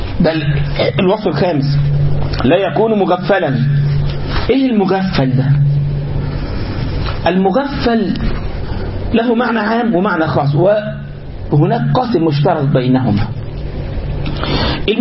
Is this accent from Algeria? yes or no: no; Egypt; now in United States; هنا في امريكا مثلا بعض الاشياء عادي جدا الناس تعملها، عادي جدا. عندنا في مصر مثلا او في بلادنا العربيه امر مستهجن جدا ان يعمل